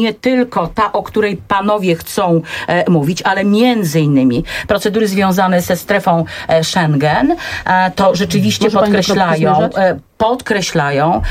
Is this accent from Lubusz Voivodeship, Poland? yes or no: no; Lower Silesian Voivodeship, Poland; Ja jestem z Dolnego Śląska, ja naprawdę wiem, jak to wygląda.